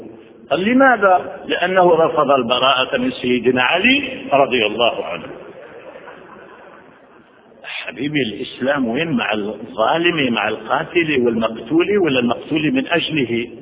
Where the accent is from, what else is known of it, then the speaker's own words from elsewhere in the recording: Algeria; first language French; Arabic is a second language; now in France; وأنا أعيش في الغرب منذ 37 سنة في فرنسا، وقبل أن آتي إلى فرنسا أنا فرنسي لغة، لأنني تعلمت الفرنسية قبل العربية، لأن في زمان الاستعمار العربية لم تكن تعلم في الجزائر.